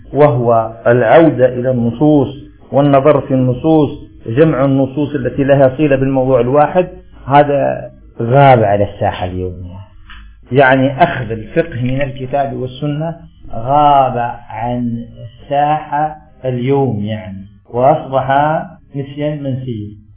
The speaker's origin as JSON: {"language": "Arabic", "country": "Algeria", "said": "عندنا في الجزائر سبح اسمه قل يا كثرة السلامة"}